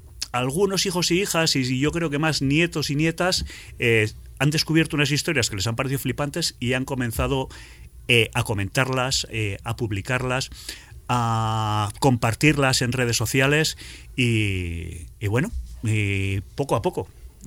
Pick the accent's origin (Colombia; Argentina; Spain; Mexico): Spain; Catalonia; born there; now in La Rioja, Spain; yo, aunque vivo en La Rioja, soy mitad y mitad. Mi padre es riojano, mi madre es catalana. Yo nací en Cataluña y nací en el Bergadá. El Bergadá es una zona prepirenaica que fue tierra de maquis